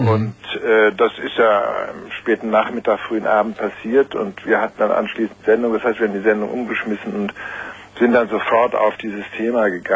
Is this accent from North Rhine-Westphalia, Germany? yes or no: no; Heidelberg, Baden-Württemberg, Germany; also born or lived in Tokyo, Japan / France / United States; Ich bin in Tokio geboren, habe die ersten 4 Jahre in Japan verbracht. Dann bin ich eine Zeit lang in Heidelberg in die Schule gegangen, dann in Frankreich, dann wieder in Deutschland studiert. Dann habe ich in Amerika ein Jahr studiert.